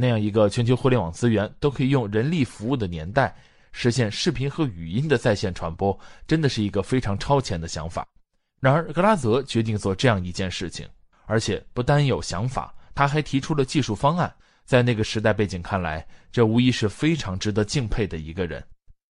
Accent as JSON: {"language": "Chinese", "country": "China", "said": "对于我们中国人来说，如果提起所谓的 RM 或者 RMVB 视频格式，我想没有人不熟悉吧。"}